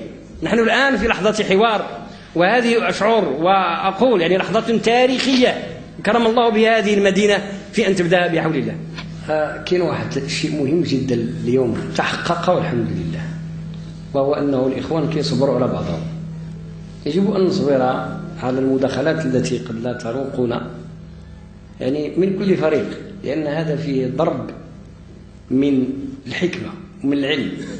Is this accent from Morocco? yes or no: yes; Morocco; وقد كنا كمغاربة وكأندلسيين في عمقنا الحضاري أساتذة للمشرق